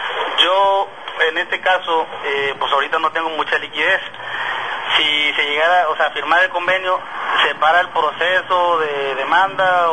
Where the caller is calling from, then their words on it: Emiliano Zapata, Tabasco, Mexico; Yo les hablo de Emiliano Zapata, Tabasco.